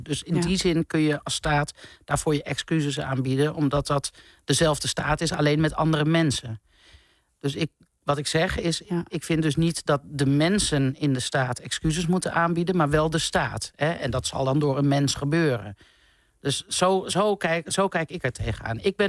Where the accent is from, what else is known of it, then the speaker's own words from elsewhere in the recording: Netherlands; Ik vind niet dat wij als Nederlanders excuses moeten aanbieden.